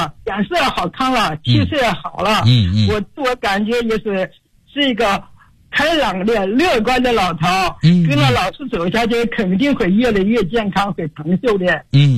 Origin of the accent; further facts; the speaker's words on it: Foshan, Guangdong, China; 我来自广东佛山，今年已经84周岁了。